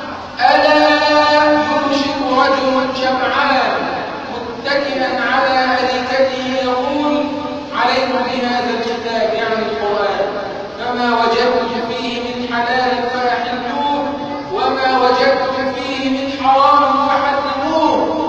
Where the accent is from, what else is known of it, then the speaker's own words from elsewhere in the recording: Egypt; اللهم اجعل بلدنا مصر امنا امانا